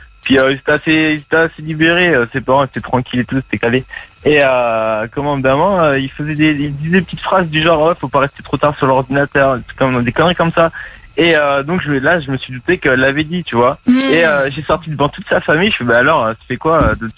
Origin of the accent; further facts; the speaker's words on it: Reims, Grand Est, France; now in Marseille, France; J'habite là-bas, mais en fait, je suis arrivé il y a même pas un an à Marseille, mais je viens de Reims.